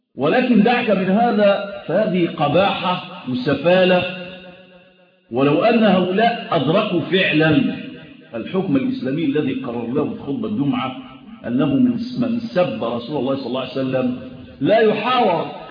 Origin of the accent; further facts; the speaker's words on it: Egypt; وأتكلم عن بلدنا مصر